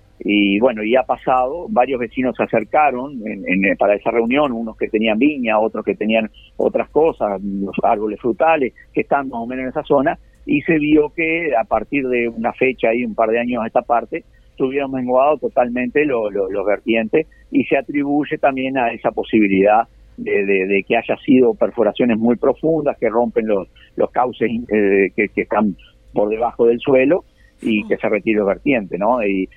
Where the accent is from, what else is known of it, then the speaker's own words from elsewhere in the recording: Uruguay; porque todos no somos giles, los uruguayos, cuando sabemos que lo multaron el de adelante, nosotros vamos despacio